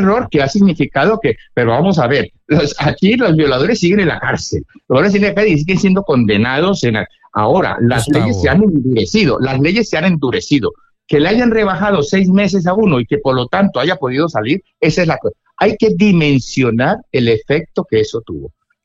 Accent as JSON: {"language": "Spanish", "town": "Cali", "region": "Valle del Cauca", "country": "Colombia", "said": "como yo soy caleño, en Colombia"}